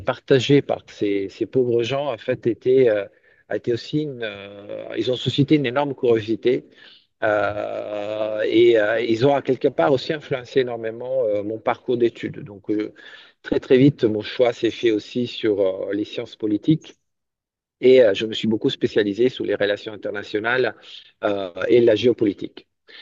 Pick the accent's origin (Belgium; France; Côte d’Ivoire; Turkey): France; now in Italy; Je suis actuellement en Italie. Et je suis français. En fait, ma mère, elle est française et mon père est italien. Donc, un bon mélange de cultures.